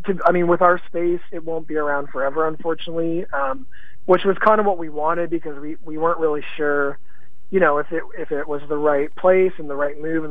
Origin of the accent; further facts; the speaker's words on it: St. Catharines, Ontario, Canada; now in Toronto, Canada; in my hometown, St. Catharines